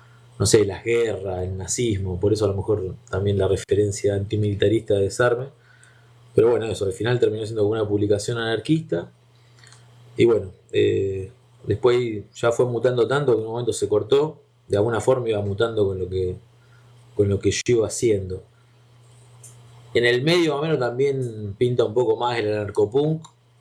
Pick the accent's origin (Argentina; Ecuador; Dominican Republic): Argentina; Rosario, Santa Fe; de Rosario, Argentina.